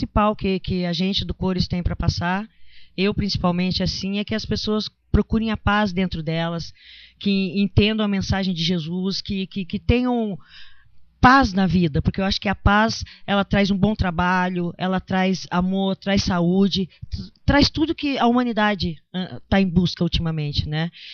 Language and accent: Portuguese; São Paulo, Brazil; Eu vim de São Paulo, que eu tinha saído de uma banda lá, e daí eu tive um problema de família aqui, me mudei pra cá